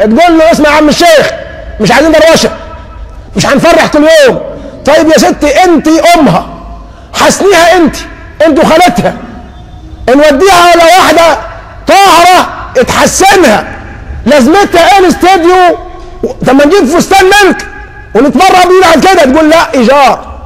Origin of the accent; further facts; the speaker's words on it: Egypt; ده دي حالنا كمصريين مسلمين.